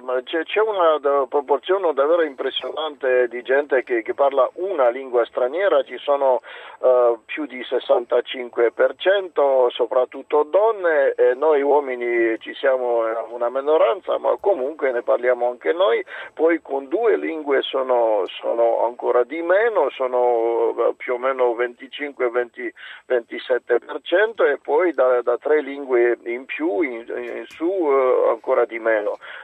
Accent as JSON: {"language": "Italian", "region": "Transylvania", "country": "Romania", "tie": "born or raised there", "second_language": "Italian", "lives_now": "Italy", "said": "vengo di un paese dove si parlano 20 lingue, oltre il romeno come lingua ufficiale, la mia regione d'origine, Transilvania, è un multilinguismo da secoli. Nella mia città ci sono 6 comunità, io sono cresciuto in 3 lingue"}